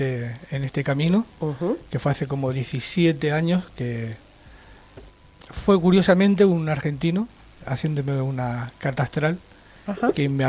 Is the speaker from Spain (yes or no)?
yes; Sabadell, Catalonia, Spain; allí en Barcelona, en Sabadell, en realidad, que es de donde soy.